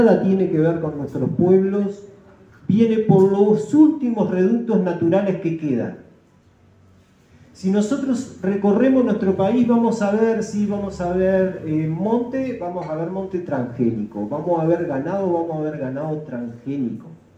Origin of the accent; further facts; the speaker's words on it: Uruguay; un documento que ayer decía que éramos orientales y hoy dice que somos uruguayos.